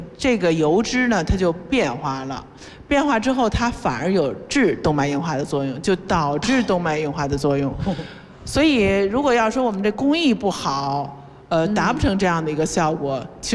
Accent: China; 因为其实外国人的这个他汀用法用量啊，比我们中国人剂量得大一倍甚至两倍。

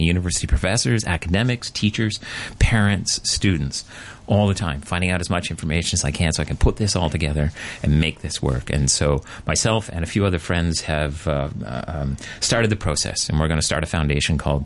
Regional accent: Canada; I grew up as a British subject, right? I was a Canadian, and so in school, sang the national anthem.

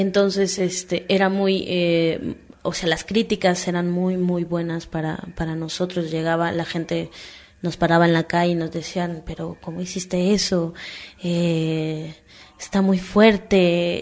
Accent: Mexico; Pero a la vez también como mexicano

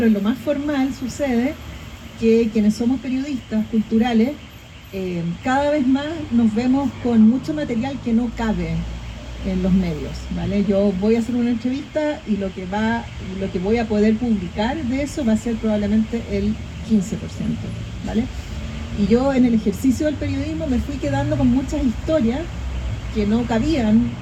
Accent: Chile; hay códigos que son muy elocuentes sobre cómo somos los chilenos

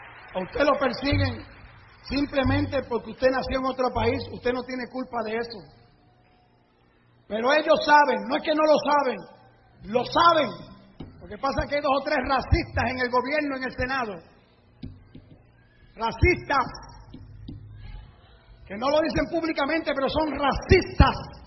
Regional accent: Puerto Rico; now in United States; Mire, yo soy puertorriqueño.

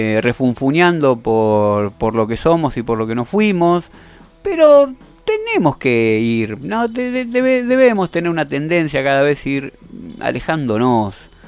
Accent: Argentina; Usted dirá, son cosas, somos argentinos, son cosas que no nos competen.

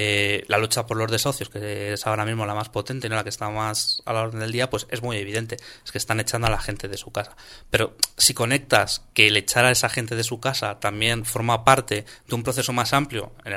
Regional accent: Madrid, Community of Madrid, Spain; yo vengo de Tetuán

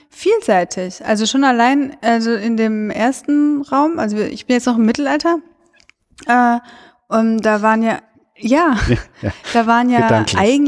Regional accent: Cologne, North Rhine-Westphalia, Germany; Ja, aber, das Witzige fand ich, also ich komme ja aus Köln und wir haben auch ein stadtgeschichtliches Museum und so.

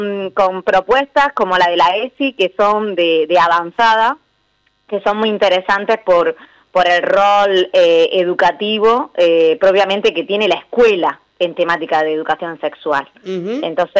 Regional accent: Andalusia, Spain; now in Viedma, Argentina; pero yo, bueno, soy andaluza y hace casi más de ya, nueve años hace que estoy acá en Viedma.

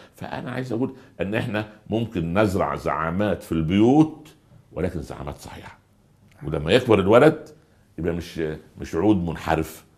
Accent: Upper Egypt, Egypt; حصلت عندنا في الصعيد. في قريه جنبنا

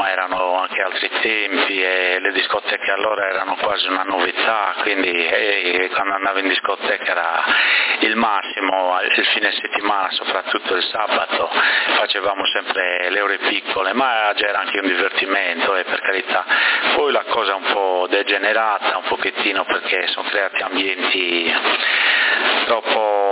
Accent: Bonorva, Sardinia, Italy; moved away as an adult; now in Sassari, Italy; ai 28 anni prima di sposarmi non vivevo a Sassari, capito? Io sono di Bonorva, sono nato là e ho vissuto lì sino a 26-28 anni, capito? Poi quando mi sono sposato sono venuto a vivere a Sassari.

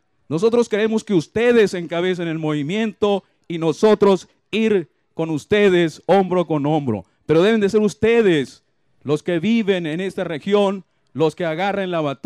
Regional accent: Cananea, Sonora, Mexico; born there; yo nací en Cananea y durante toda mi vida me he percatado de todos los daños que causa la actividad minera.

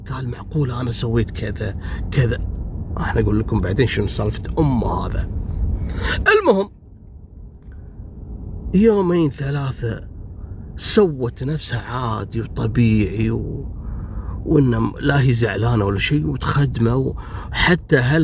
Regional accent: Kuwait; نفس الحادث حصلت عندنا في الكويت

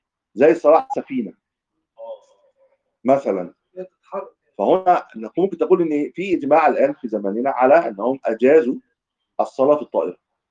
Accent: Egypt; ما تسمع واحنا من اهل مصر.

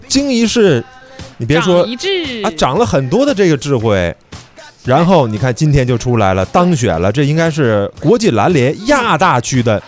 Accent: Shenyang, Liaoning, China; 我小时候在东北沈阳，那会儿最冷

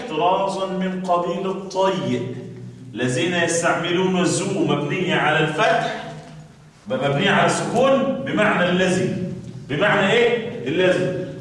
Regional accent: Kafr El Sheikh Governorate, Egypt; احنا عندنا في كفر الشيخ اقول لكم افشكوا سر عندنا

